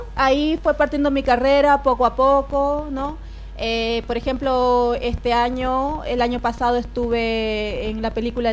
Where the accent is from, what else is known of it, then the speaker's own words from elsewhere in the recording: Peru; allá en mi país hay un ritmo que es afroperuano.